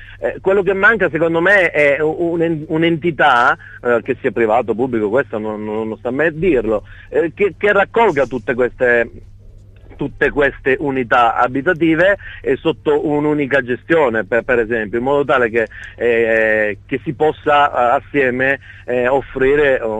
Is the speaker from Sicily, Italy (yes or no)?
yes; Gratteri, Sicily, Italy; per me Gratteri è un paese in cui ho sempre creduto, essendo il mio paese